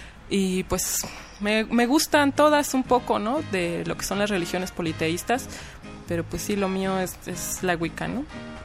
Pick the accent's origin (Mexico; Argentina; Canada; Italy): Mexico; yo como buena mexicana me criaron en la cultura católica desde niña, ¿no? Mi familia era católica en ese momento. Ahora ya no